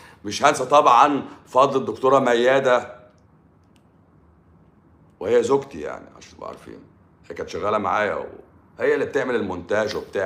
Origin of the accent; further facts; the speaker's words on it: Morocco; وخلي بالكم انا طبيب من المغرب